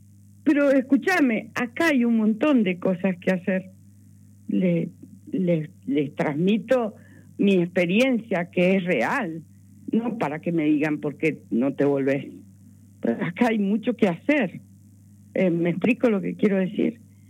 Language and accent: Spanish; Mendoza, Argentina; Yo soy mendocina, me siento internacional